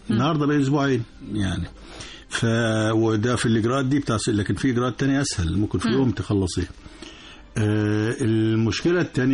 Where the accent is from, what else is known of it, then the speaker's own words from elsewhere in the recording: Egypt; بس طبعا عشان المؤتمر الأولاني ده عندنا في مصر فكانت تغطية رائعة